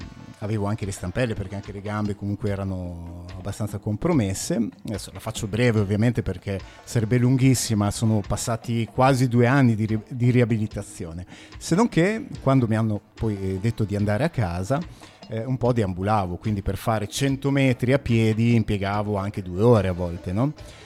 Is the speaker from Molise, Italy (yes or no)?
no; Alfonsine, Emilia-Romagna, Italy; also born or lived in Massa Lombarda; now in Forlì, Italy; Sono nato a Massa Lombarda, però vivevo ad Alfonsine all'epoca